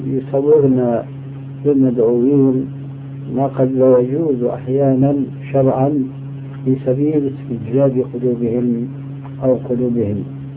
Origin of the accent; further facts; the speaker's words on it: Syria; وأنا شامي طبعا